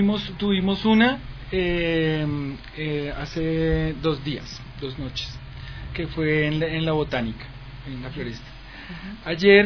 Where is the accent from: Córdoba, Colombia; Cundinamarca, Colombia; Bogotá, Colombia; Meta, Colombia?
Bogotá, Colombia; Bueno, venimos de Bogotá.